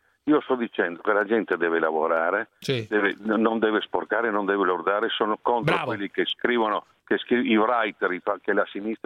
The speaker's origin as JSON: {"language": "Italian", "region": "Friuli-Venezia Giulia", "country": "Italy", "said": "Da buon friulano ti dico questo."}